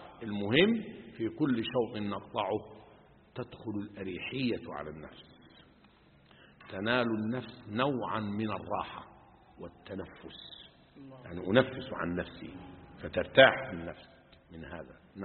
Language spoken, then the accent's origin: Arabic; Upper Egypt, Egypt; يعني أنا أذكر زمان حتى حاجة اسمها عندنا في الصعيد مخروطة